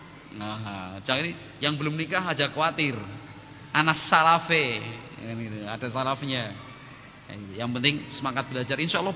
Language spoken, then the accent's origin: Indonesian; Jakarta, Indonesia; born there; Padahal kan gue lahirnya di Jakarta nih